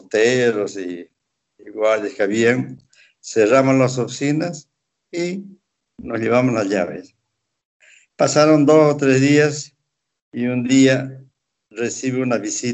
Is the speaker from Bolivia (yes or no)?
yes; Tarija, Bolivia; born there; trasladaron a Tarija. Ahí se formó la familia. Todos los hijos nacimos en Tarija